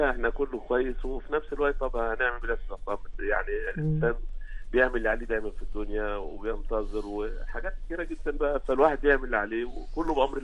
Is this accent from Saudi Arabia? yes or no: no; Egypt; هو عندنا في مصر، هو عندنا المقوله دي في مصر